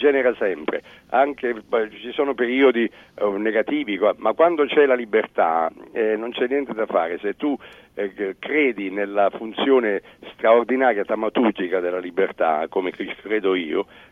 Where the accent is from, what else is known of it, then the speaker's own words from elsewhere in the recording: Foggia, Apulia, Italy; io sono della città dove è nato Fiorello La Guardia, i genitori di Fiorello La Guardia.